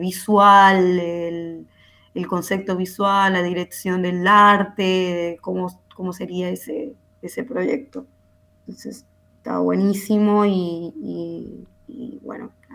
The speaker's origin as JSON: {"language": "Spanish", "country": "Venezuela", "moved": "as an adult", "said": "yo me fui de Venezuela en el 2017, como que pensando en ampliar mi proyecto y mis... conocimientos en otros lugares"}